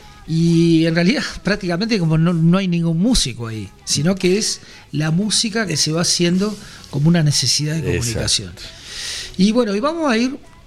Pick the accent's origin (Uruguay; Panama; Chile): Uruguay; o yo particularmente más cercano quizás como uruguayo, a la música cubana, a la música panameña, y no hacia Puerto Rico?